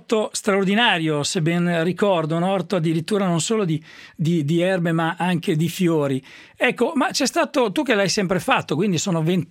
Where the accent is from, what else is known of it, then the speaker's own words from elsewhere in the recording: Turin, Piedmont, Italy; also born or lived in Forlì area, Emilia-Romagna; Poi da piccolo a Torino